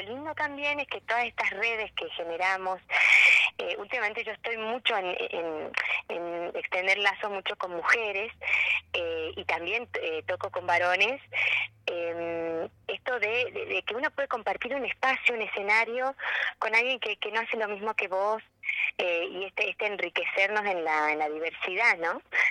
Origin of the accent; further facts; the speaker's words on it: Argentina; El folclore es parte nuestro y, bueno, como argentinos también